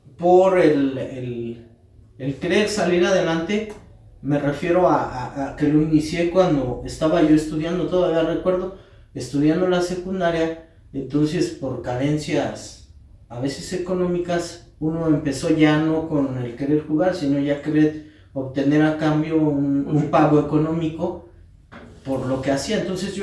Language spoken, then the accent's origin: Spanish; Metepec, State of Mexico, Mexico; Soy maestro artesano de Metepec, Estado de México.